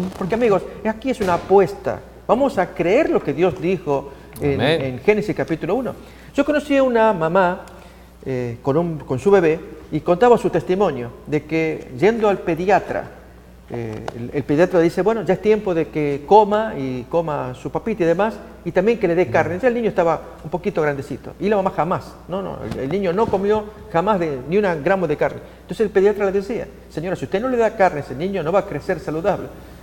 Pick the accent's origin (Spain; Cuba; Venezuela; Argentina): Argentina; yo siendo argentino, llego a este lugar no acostumbrado al picante, al chile, al chiloso